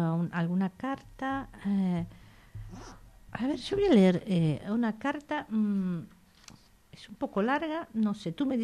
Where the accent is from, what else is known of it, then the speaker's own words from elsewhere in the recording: Argentina; born there; tengo una enorme influencia italiana y tengo muchas amigas italianas y hablo por parte de padre italiana. Y luego nací en Argentina